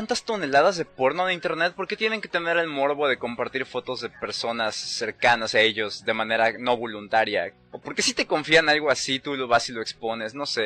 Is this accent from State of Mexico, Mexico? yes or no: no; Acapulco, Guerrero, Mexico; yo soy de Acapulco por el momento.